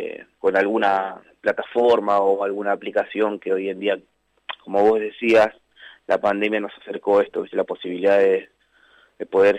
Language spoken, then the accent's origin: Spanish; Cañuelas, Buenos Aires Province, Argentina; Sí, soy de Cañuelas, vivo acá hace más de 20 años, antes vivía sobre Ruta 3, en Barrio Pelufo, y bueno, hace 10 que resido acá, más cerca de la ciudad, digamos.